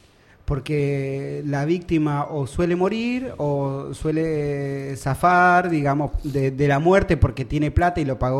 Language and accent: Spanish; Lomas de Zamora, Buenos Aires Province, Argentina; born there; No, yo nací acá, no sé, en Lomas, boludo.